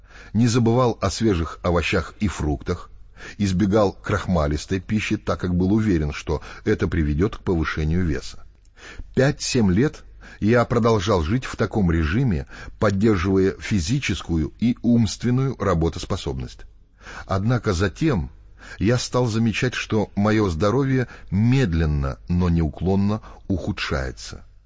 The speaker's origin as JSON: {"language": "Russian", "region": "Moscow", "country": "Russia", "tie": "born there", "said": "Я родился в Москве, в семье профессора японского языка."}